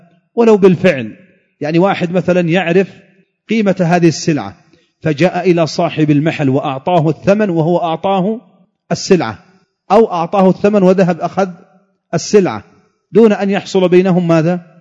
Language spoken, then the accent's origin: Arabic; Yemen; كانت عندنا في اليمن بالريال الفرنسي هذا